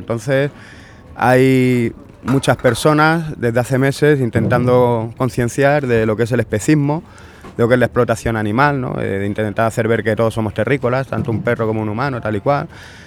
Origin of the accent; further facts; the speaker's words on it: Andalusia, Spain; La comida tradicional andaluza, yo soy andaluz